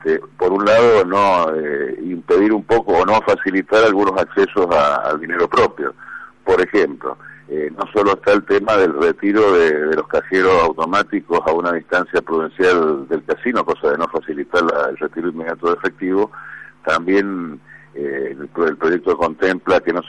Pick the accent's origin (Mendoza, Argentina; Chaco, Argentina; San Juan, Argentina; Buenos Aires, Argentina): Mendoza, Argentina; yo soy mendocino, tiro obviamente para la provincia